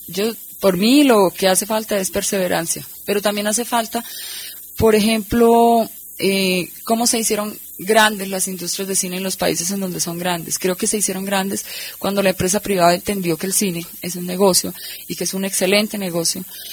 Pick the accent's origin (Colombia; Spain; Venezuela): Colombia; con un cine que nos exprese como colombianos